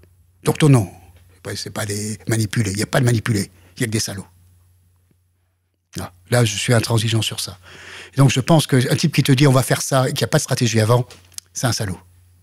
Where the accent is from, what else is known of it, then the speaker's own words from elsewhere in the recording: France; mon travail, en tant que Français, c'est de faire pérenniser ça et de le développer pour les autres Français